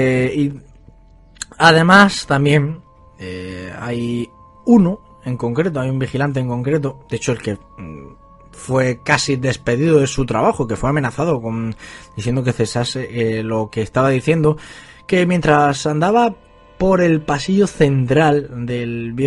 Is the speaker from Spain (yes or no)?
yes; Almería, Andalusia, Spain; estáis más que invitados a descubrir más misterios sobre mi tierra, sobre Almería